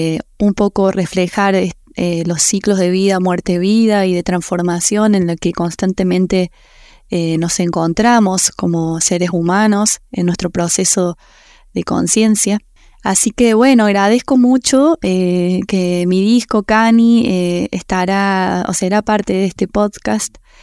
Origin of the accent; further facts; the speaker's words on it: Unquillo, Córdoba, Argentina; soy cantautora cordobesa de Unquillo, de las sierras de Córdoba.